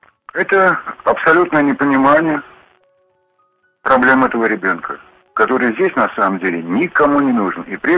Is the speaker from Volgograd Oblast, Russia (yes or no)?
no; Moscow, Russia; now in Tver Oblast, Russia; 67 лет, но кое-что я видел в этой жизни. Я коренной москвич. Уехал из этого бедлама в деревню, глухую абсолютно, Тверской области.